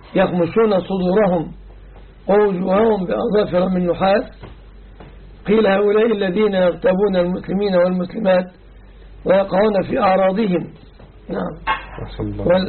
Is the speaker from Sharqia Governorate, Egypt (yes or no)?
no; Dakahlia, Egypt; أما عن بلدتنا فلا أعلم مأذونا شيعيا. أعرف مأذون القرية التي نحن منها